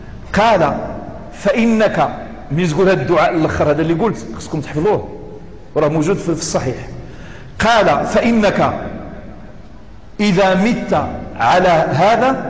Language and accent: Arabic; Morocco; accent: Moroccan; وفي الدارجة المغربية توجد أشياء كثيرة فصيحة صريحة بزاف ماشي قليلة، إنما عاميتنا شوية مهضرمة وشوية مخضرمة